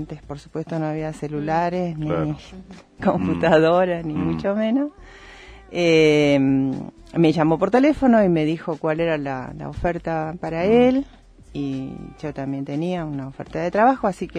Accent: Bernal, Buenos Aires Province, Argentina; Yo soy de Bernal, provincia de Buenos Aires

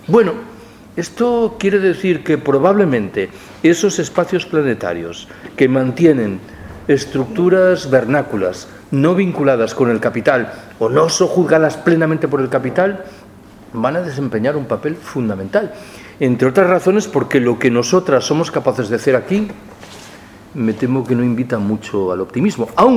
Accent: Galicia, Spain; yo soy gallego. Desde que era pequeñito he escuchado que el gran trauma de la vida económica y singularmente de la vida económica rural en Galicia es el minifundio

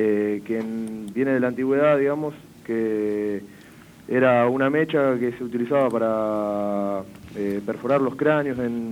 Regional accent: Chivilcoy, Buenos Aires Province, Argentina; Somos de Chivilcoy, digamos, el interior de la provincia de Buenos Aires.

